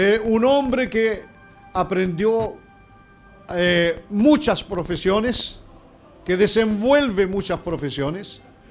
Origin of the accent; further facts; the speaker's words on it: Chile; como acontece aquí en mi país, en este Chile lindo, querido.